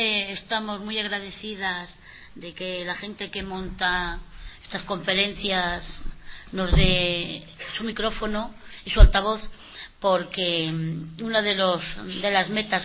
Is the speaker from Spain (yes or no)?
yes; Madrid, Community of Madrid, Spain; Nosotros no somos de Cantabria, somos de Vallecas.